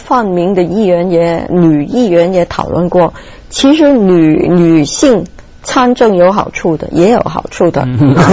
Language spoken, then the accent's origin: Chinese; Hong Kong; also born or lived in United States; 因为我是香港人呢，到头来都是觉得为香港服务最适合我。